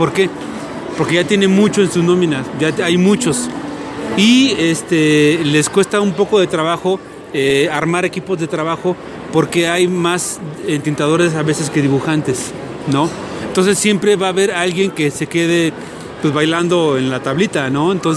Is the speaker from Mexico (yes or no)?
yes; Mexico; Yo soy mexicano, estoy en México, no los veo muy frecuentemente.